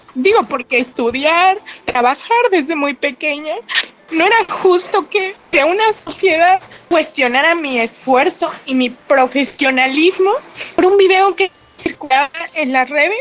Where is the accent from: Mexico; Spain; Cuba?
Mexico; San Ildefonso Villa Alta, Oaxaca; soy del municipio de San Ildefonso Villalta.